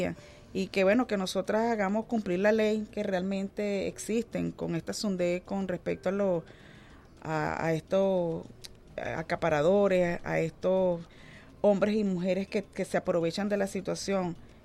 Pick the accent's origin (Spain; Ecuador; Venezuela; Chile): Venezuela; nosotras como venezolanas